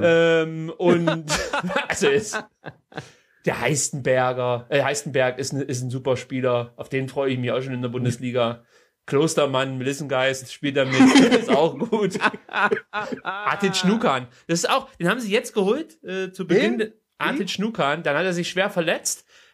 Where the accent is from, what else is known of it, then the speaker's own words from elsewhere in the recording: Saxony, Germany; mit Leipzig habe ich jetzt die Hoffnung, dass meine alte Heimatregion wieder zurück ins Oberhaus des Fußballs einzieht